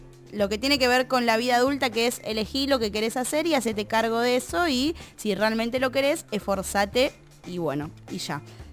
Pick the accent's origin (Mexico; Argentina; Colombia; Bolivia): Argentina; Bariloche, Río Negro; Yo vengo de Bariloche, rock and roll, descontrol.